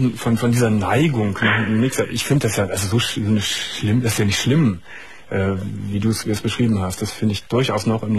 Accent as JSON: {"language": "German", "town": "Gummersbach", "region": "North Rhine-Westphalia", "country": "Germany", "tie": "born or raised there", "said": "Ich war als Kinder in Gummersbach, sind wir gerne immer durch die Siedlungen sind wir gelaufen"}